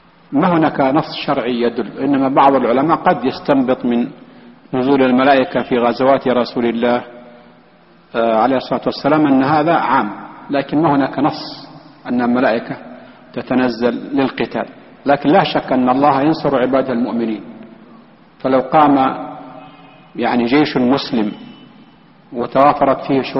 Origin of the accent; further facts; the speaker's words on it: Palestine; مثلا أنا فلسطينيين